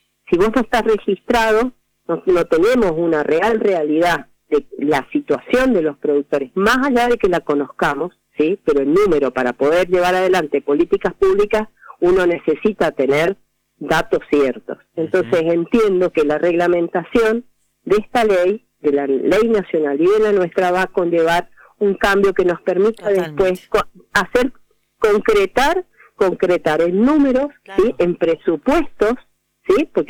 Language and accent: Spanish; Argentina; Es una es un derecho que tenemos como ciudadanos argentinos